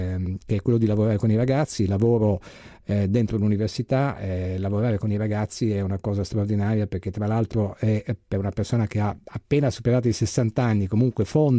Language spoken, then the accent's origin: Italian; Tripoli, Tripoli District, Libya; io sono nato e cresciuto in Libia. La Libia, Tripoli, era un posto molto tranquillo